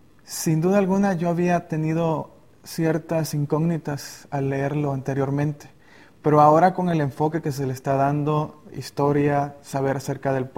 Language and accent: Spanish; Chiapas, Mexico; Soy de Chiapas y estudio la carrera de comunicación y medios.